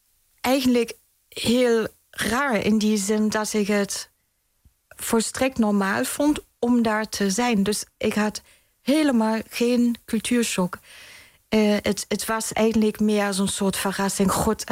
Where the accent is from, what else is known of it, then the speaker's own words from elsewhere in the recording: East Berlin, Berlin, Germany; accent: German; Dutch is a second language; moved away as an adult; now in Netherlands; Dat klopt, ja. Ik ben in Duitsland geboren en in Oost-Berlijn opgegroeid. Maar woon ondertussen al bijna 24, 25 jaar in Nederland.